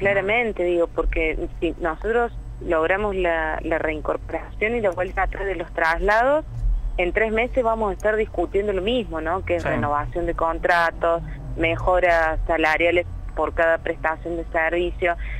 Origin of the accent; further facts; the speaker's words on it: Río Cuarto, Córdoba, Argentina; Yo soy de Río Cuarto